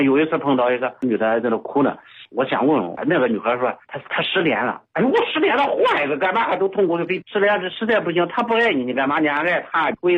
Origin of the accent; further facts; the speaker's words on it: Nanyang, Henan, China; 老家河南南阳的。